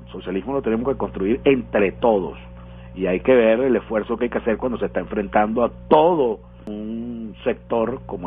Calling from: Las Tunitas, Vargas, Venezuela; de Las Tunitas, Estado Vargas.

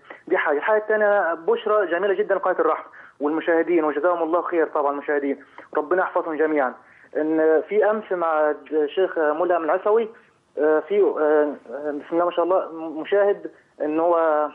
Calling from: Kuwait; والله انا دلوقتي انا بكلمك حضرتك من الكويت

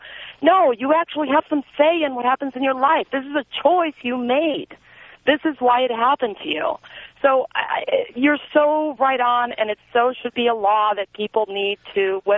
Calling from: Argentina; I'm from Argentina, and it's all good.

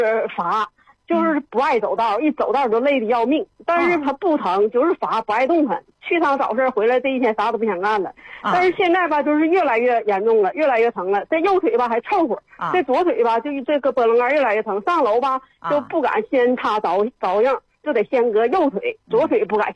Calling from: Shenyang, Liaoning, China; 我沈阳的。

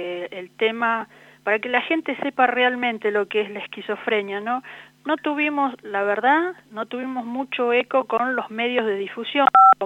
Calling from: Buenos Aires, Argentina; Acá en Buenos Aires estamos.

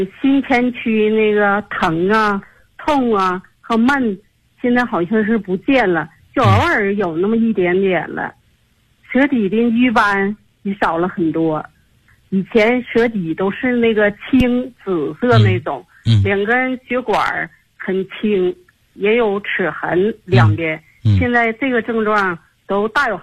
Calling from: Tianjin, China; 我来自天津河西区。

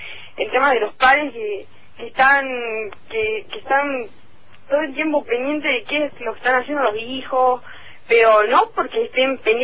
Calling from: Tucumán, Argentina; de Tucumán.

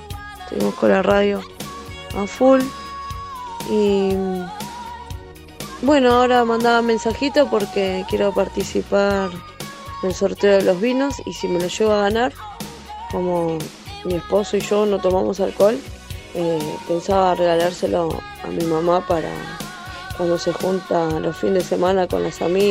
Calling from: Quilmes, Buenos Aires Province, Argentina; de Quilmes.

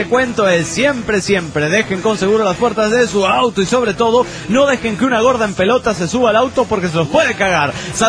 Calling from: Mexico City, Mexico; del DF mexicano.

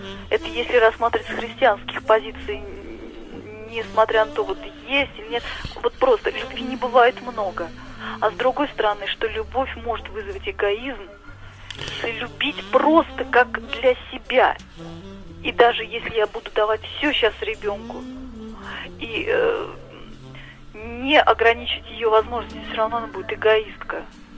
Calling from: Saratov, Saratov Oblast, Russia; я звоню из Саратова. Мне 29 лет, я уже сама являюсь мамой и являюсь дочкой.

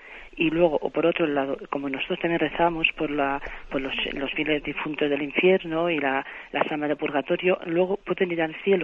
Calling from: Soria, Castile and León, Spain; aquí de Soria.

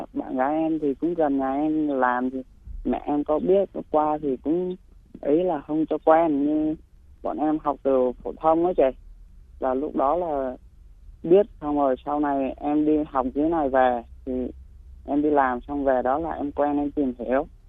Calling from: Bình Dương, Vietnam; em gọi tới từ Bình Dương ạ.

